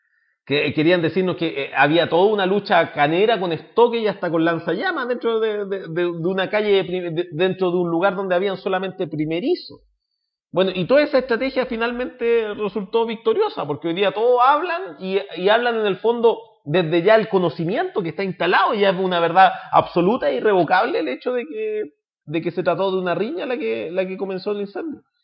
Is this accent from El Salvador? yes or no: no; Chile; Y nos tienen a nosotros capturados como opinión pública y como chilenos